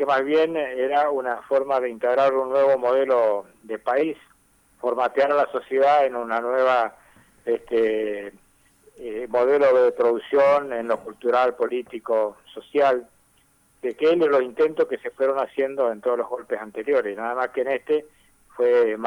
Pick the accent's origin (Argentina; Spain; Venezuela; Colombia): Argentina; Villa Ana, Santa Fe; Yo soy de Villana, 80 kilómetros al norte de Reconquista